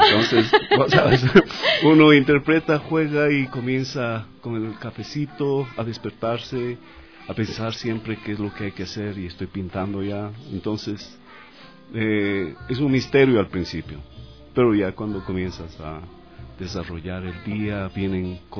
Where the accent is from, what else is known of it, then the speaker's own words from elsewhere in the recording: Girón, Azuay, Ecuador; Yo, de muy niño, yo soy de Cuenca, de la ciudad de Girón